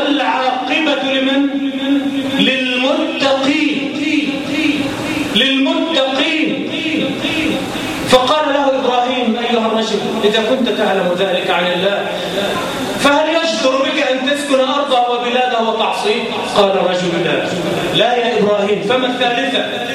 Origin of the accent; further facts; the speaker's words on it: Egypt; اللهم اجعل بلدنا مصر آمنة مطمئنة